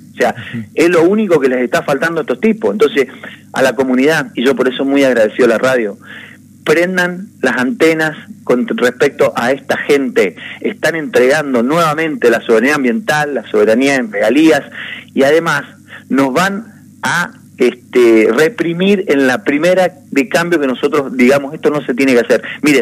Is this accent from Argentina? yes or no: yes; San Carlos, Argentina; En San Carlos, mi pueblo, tenemos 17.000 hectáreas que no se usan.